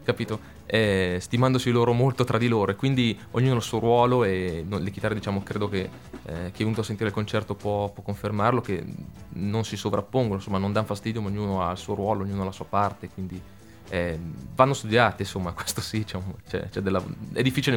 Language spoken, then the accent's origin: Italian; Casatenovo, Lombardy, Italy; Qua in Italia, soltanto a Casatenovo, che era il mio paese, ci sono 5 supermercati.